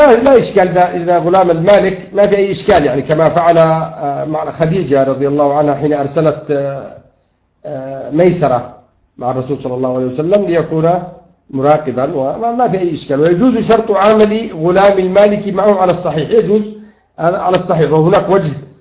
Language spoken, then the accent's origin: Arabic; Yemen; now in Saudi Arabia; لأن أنا يمني ومن حقي أن أقول هذا الكلام